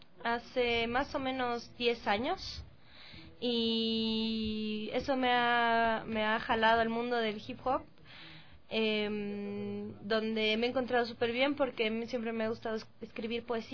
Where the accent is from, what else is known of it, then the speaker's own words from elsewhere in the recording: La Paz, Bolivia; Yo soy de La Paz, soy de la ciudad de La Paz, de Miraflores.